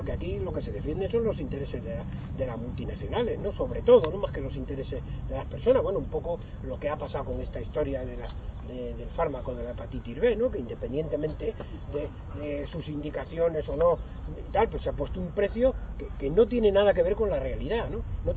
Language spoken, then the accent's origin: Spanish; Extremadura, Spain; born there; No soy extremeño, nací en un pueblo de Extremadura